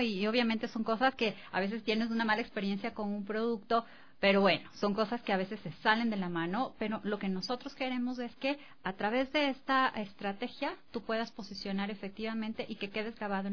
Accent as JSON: {"language": "Spanish", "country": "Ecuador", "said": "nosotros mismos ecuatorianos y desde acá? Nosotros somos un país turístico"}